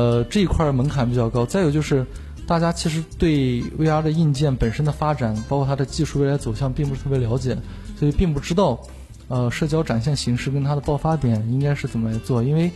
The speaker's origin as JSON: {"language": "Chinese", "town": "Xi'an", "region": "Shaanxi", "country": "China", "tie": "born or raised there", "said": "那时候我初一， 那时候在我的老家是一个省会城市，在西安"}